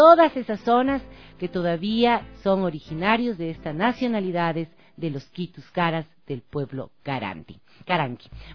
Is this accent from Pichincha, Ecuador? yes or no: yes; Quito, Pichincha, Ecuador; Pero sí comparto que se debe respetar la decisión del pueblo quiteño, que optamos por decir no a las corridas de toro en la ciudad de Quito